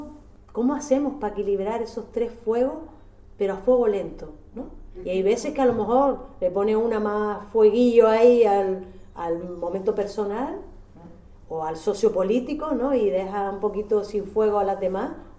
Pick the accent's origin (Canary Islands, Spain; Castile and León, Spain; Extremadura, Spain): Canary Islands, Spain; pero para equivocarnos somos, en Canarias, muy mala mañana.